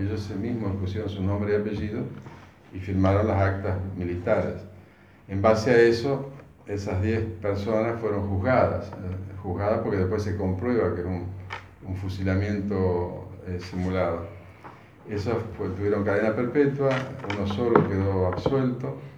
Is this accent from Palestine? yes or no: no; Paraná, Entre Ríos, Argentina; nosotros, bueno, para hacer un pequeño resumen, somos de Paraná